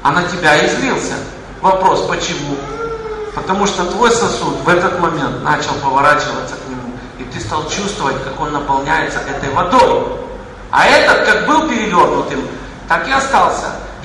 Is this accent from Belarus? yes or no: no; Kyiv, Ukraine; Я вырос в Киеве.